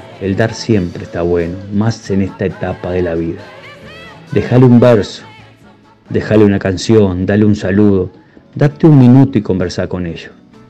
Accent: Guichón, Paysandú, Uruguay; Mi homenaje y mi semblanza va hoy al hogar de ancianos de mi pueblo Guichón

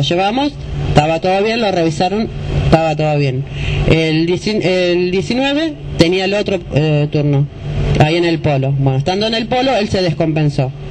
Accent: José C. Paz, Buenos Aires Province, Argentina; porque nosotros somos de José C. Paz.

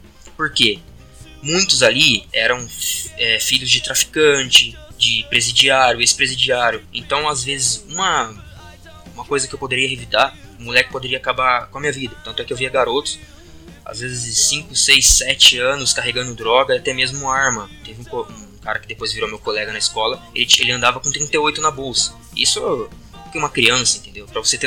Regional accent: Guarujá, São Paulo, Brazil; also born or lived in Campinas; eu nasci em Campinas, morei um tempo aqui e depois, não me lembro porque também era criança, nós mudamos para o Guarujá, interior de São Paulo, ali no litoral.

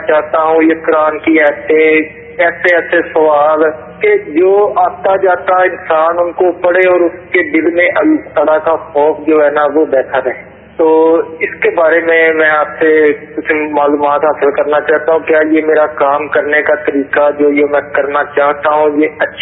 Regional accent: Gujranwala, Punjab, Pakistan; میں گجرا والے کا رہنے والا ہوں.

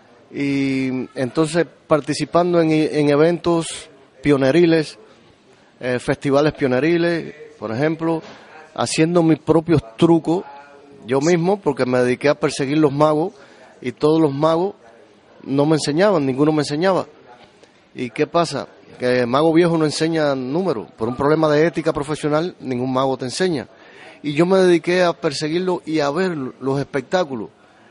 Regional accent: Cuba; now in Spain; Pues vengo de Cuba. Desde Cuba a Canarias.

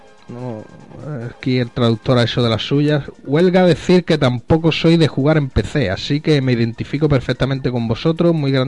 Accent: Zaragoza, Aragon, Spain; Yo soy de Zaragoza y de vez en cuando voy por Teruel a visitar a unos amiguetes.

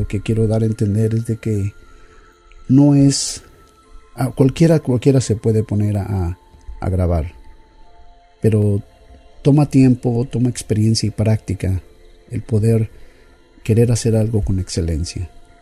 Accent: Mexico; A pesar de que soy mexicano, tengo alrededor de 25 años que básicamente mi práctica en leer el español ha sido completamente nula.

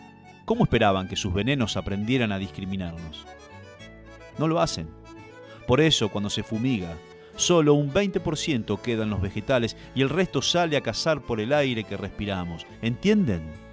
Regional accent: Basavilbaso, Entre Ríos, Argentina; yo soy de Basavilbaso, Entre Ríos, donde la gente aprendió a pasar por encima de la frustración sobre las carrozas de los carnavales.

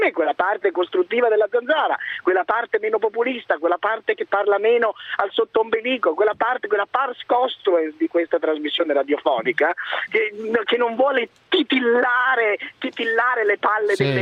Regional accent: Padua, Veneto, Italy; born there; sono sbarcato da poco nella mia città natale, a Padova. In questo momento sono a Padova

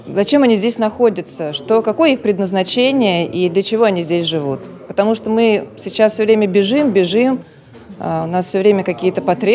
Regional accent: Moscow, Russia; Я из Москвы. Родилась в Москве, живу в этом городе.

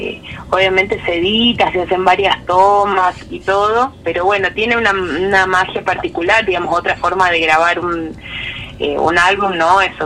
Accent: Salsipuedes, Córdoba, Argentina; nosotros somos de Salsipuedes y de Sierras Chicas.

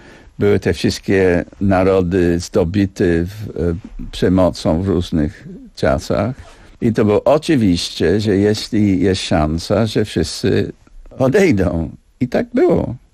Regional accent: United Kingdom; Polish is a second language; Ale ja jestem Brytyjczykiem. Ja całe życie żyję w tym państwie, Królestwie Zjednoczonym, który jest jeden krok od śmierci.

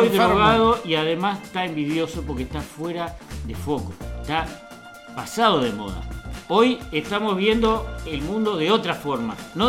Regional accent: Uruguay; somos todos los uruguayos descendientes de charrúa.

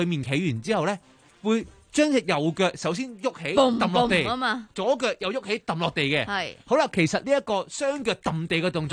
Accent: China; 我哋中国人咧会撒米嘛，

